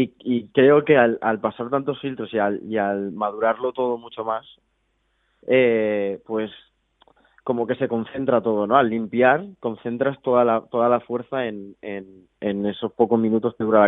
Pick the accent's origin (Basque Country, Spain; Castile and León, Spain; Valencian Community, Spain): Valencian Community, Spain; Valencia; somos de Valencia. Nosotros tenemos dos idiomas, entonces entre nosotros hablamos los dos.